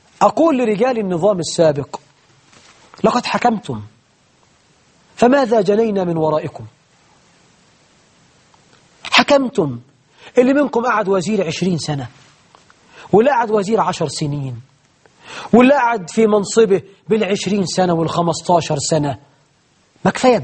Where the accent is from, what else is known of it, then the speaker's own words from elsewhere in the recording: Egypt; عندنا في مصر 12 مليون عانس في ظل حكمكم المبارك